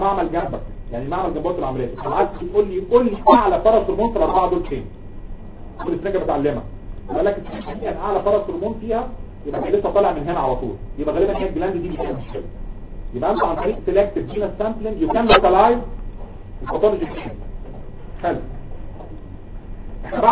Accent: Egypt; عندنا في مصر

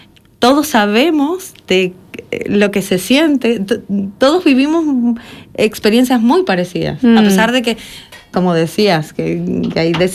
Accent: Argentina; now in Germany; Yo soy de Argentina. Realidad hace mucho tiempo que no estoy en Argentina porque antes de llegar a Alemania, por casualidad, fui a visitar a mi abuelo en España.

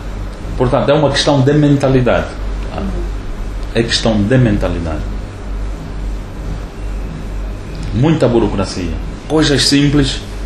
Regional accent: Angola; eu sou angolano, sou …

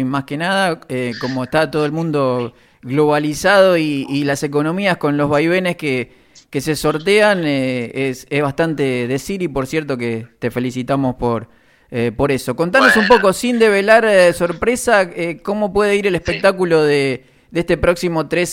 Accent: Cañuelas, Buenos Aires Province, Argentina; que es algo particular para los que somos de Cañuelas

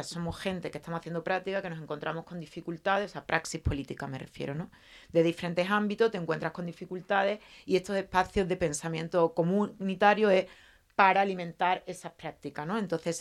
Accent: Seville, Andalusia, Spain; bueno, ya me han presentado, soy abogada, vengo de Sevilla, he nacido y vivido en Sevilla, no tengo proyecto migratorio, solo de Triana a la Macarena.

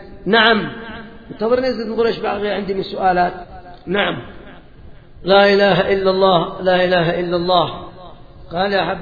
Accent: Yemen; هذا بالنسبة عندنا في اليمن، وأتوقع أن هذا في أكثر البلدان

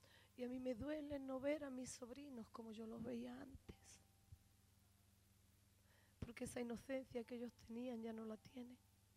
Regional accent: Spain; será porque España es bonita. Si es la primera nación donde la gente quiere venir, es porque mi tierra es una tierra bendita

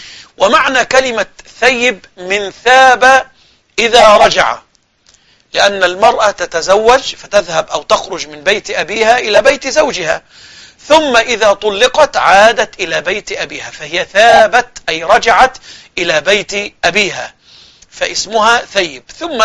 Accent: Egypt; وهذا كان موجود إلى وقت قريب عندنا في مصر في الصعيد بالذات

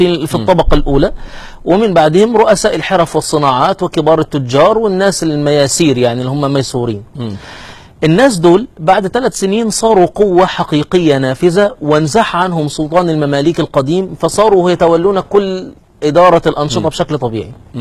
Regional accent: Egypt; احنا عندنا في مصر هنا يريدون افهامنا بان الدولة الحديثة دي انجاز

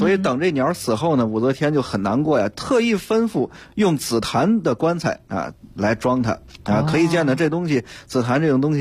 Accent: China; 我们中国人很喜欢这硬木家具

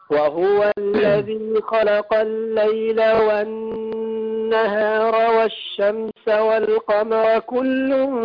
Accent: Marsa Matruh, Matrouh Governorate, Egypt; انا من مصر مرسى مطروح

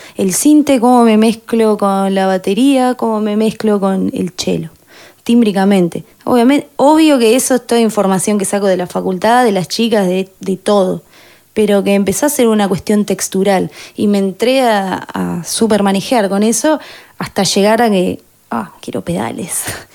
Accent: Azul, Buenos Aires Province, Argentina; moved away as an adult; now in La Plata, Argentina; yo soy de Azul, vine después de terminar la escuela, unos años después, dos años más o menos después

